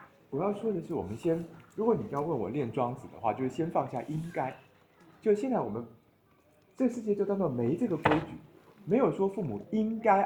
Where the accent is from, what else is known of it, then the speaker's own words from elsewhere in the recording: Taiwan; 我们台湾这边的状况是说这样的，